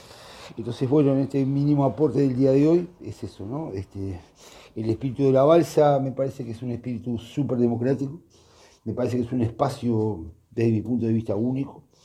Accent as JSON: {"language": "Spanish", "country": "Uruguay", "said": "me parece que nosotros como uruguayos, en esta democracia muy particular"}